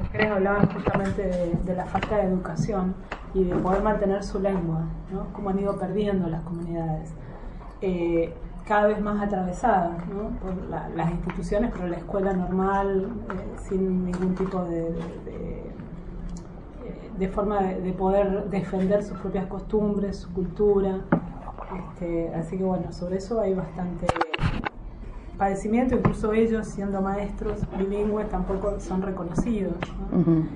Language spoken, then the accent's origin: Spanish; Esquel, Chubut, Argentina; born there